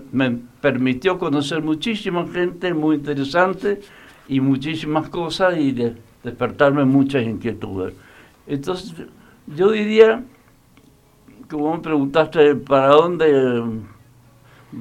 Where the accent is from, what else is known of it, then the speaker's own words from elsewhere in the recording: Mendoza, Argentina; born there; Nací en Latinoamérica. De Mendoza al África, digamos, ese fue